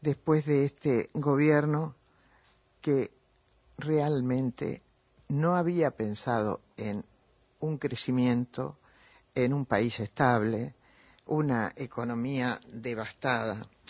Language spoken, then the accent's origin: Spanish; Argentina; Porque somos, los argentinos tenemos a veces memoria flaca